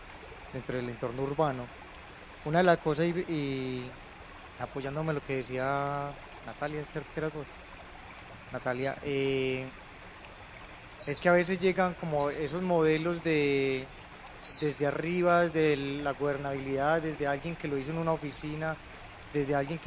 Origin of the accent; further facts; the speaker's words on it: Medellín, Antioquia, Colombia; vengo de Medellín, y en Medellín me tocó ver suceder varios asuntos relacionados como con la protección de áreas